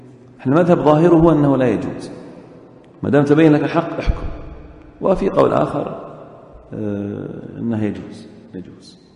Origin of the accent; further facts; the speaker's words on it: Saudi Arabia; في السنوات الأخيرة عندنا في السعودية يضعون إيش؟ خرسانة